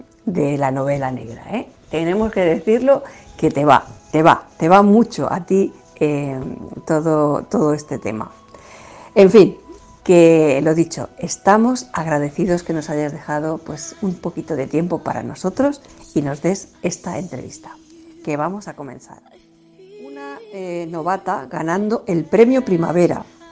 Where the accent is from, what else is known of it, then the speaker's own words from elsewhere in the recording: Catalonia, Spain; pues como catalana, que también soy catalana medio andaluza, o sea que, pero bueno, vivo en Cataluña